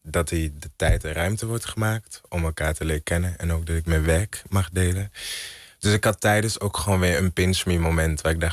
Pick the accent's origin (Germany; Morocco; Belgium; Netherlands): Belgium; ik ben in België opgegroeid.